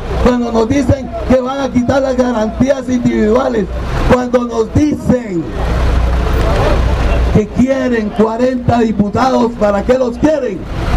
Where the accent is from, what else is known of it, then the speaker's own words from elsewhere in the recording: Costa Rica; no lloremos mañana lo que no hemos sabido defender como personas, como costarricenses.